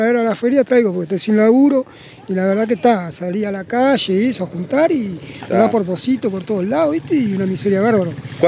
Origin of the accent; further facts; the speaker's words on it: Montevideo, Uruguay; Sí, soy acá de Montevideo.